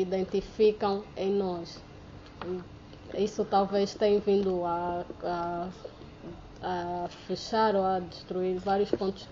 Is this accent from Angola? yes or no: yes; Angola